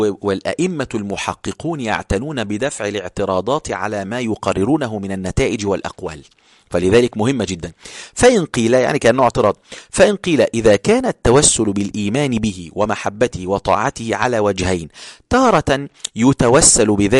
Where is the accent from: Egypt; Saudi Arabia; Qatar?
Egypt; Upper Egypt; كنت بروح عندنا في الصعيد أو في القاهرة